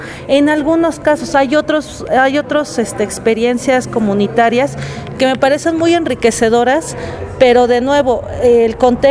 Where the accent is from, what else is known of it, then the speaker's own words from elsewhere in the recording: Mexico City, Mexico; now in Puebla, Mexico; yo soy del DF, pero ya tengo varios años aquí en Puebla